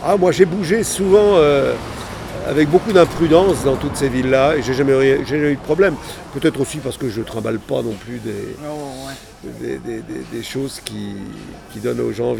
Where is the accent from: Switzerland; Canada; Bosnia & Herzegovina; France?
France; Pays de la Loire; je suis originaire de la Mayenne, comme Alfred Jarry, de la même ville